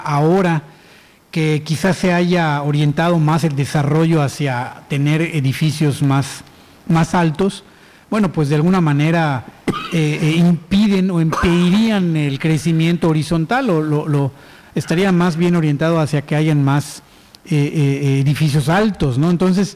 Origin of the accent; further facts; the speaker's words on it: Yucatán, Mexico; nosotros como yucatecos nos hemos ya acostumbrado más bien al aire acondicionado